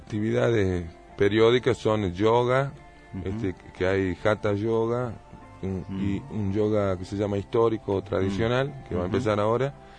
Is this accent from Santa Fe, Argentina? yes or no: no; Buenos Aires, Argentina; born there; moved away; He nacido en Buenos Aires en una época conflictiva del país, en el 76. Y después, por una serie de razones y de profesión de mi papá, viajé en diferentes lugares. La última parada fue Tucumán.